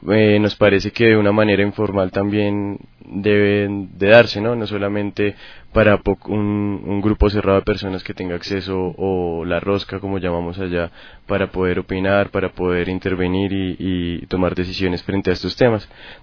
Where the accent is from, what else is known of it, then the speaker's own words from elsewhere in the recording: Bogotá, Colombia; yo vengo de Bogotá.